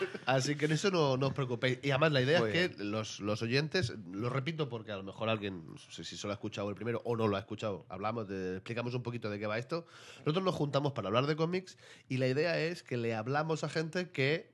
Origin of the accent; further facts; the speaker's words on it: Catalonia, Spain; se me ha notado que soy catalán.